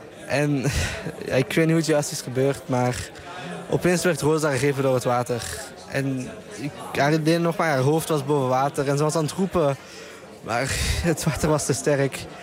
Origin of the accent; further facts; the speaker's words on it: Brussels, Belgium; uit Brussel, België. En ik ben 17 jaar.